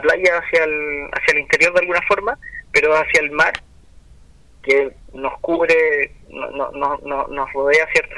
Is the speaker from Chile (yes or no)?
yes; Viña del Mar, Valparaíso, Chile; por ejemplo aquí en Viña del Mar, yo soy de Viña del Mar